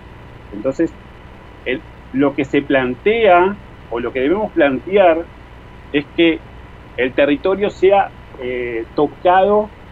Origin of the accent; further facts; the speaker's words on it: Uruguay; sentimos que somos uruguayos porque causa de nuestras costumbres, nuestra cultura, historias, afectos, de nuestro imaginario colectivo